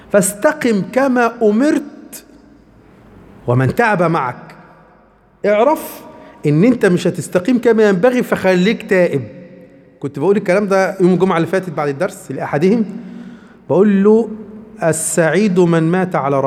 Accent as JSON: {"language": "Arabic", "region": "Upper Egypt", "country": "Egypt", "said": "عندنا في قريتنا إحنا في الصعيد يعني"}